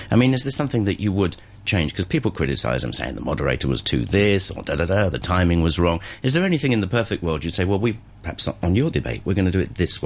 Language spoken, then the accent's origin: English; United Kingdom; I'm a Brit.